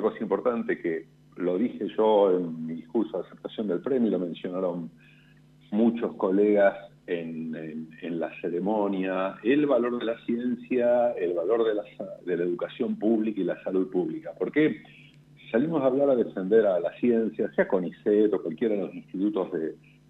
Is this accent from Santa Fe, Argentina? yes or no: yes; Rosario, Santa Fe, Argentina; also born or lived in United States; 30 años que yo volví de mi postdoctorado, estuve en Italia y en Estados Unidos, y como siempre digo, yo elegí volver a Argentina. Elegí volver además a Rosario, soy rosarino, y es el lugar donde elegí también hacer ciencia y que crezcan mis hijos.